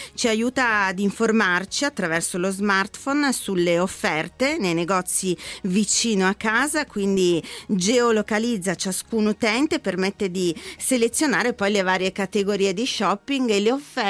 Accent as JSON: {"language": "Italian", "town": "Brescia", "region": "Lombardy", "country": "Italy", "said": "Io da bresciana posso anche festeggiarlo."}